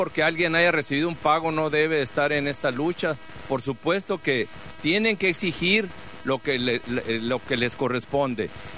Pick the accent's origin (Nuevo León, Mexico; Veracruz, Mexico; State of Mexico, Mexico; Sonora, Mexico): Sonora, Mexico; Cananea; Aparte soy de Cananea, conozco toda la contaminación que hay en Cananea